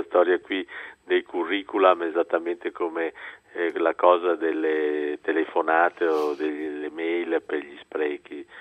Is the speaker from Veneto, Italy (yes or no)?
yes; Venice, Veneto, Italy; ho un mio flemma, che è la flemma di uno che ha lo scirocco nel sangue, perché io sono un veneziano, quindi faccio fatica a scompormi.